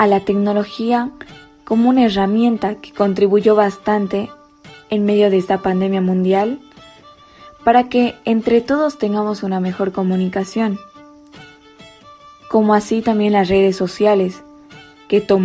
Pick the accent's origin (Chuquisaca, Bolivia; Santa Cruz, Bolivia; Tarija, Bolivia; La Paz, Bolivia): Tarija, Bolivia; born there; tengo 17 años, nací en Bolivia, en el departamento de Tarija.